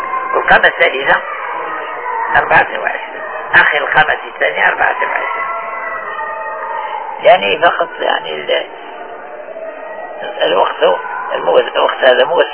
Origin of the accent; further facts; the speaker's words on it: Morocco; يعني احنا في بلادنا المغرب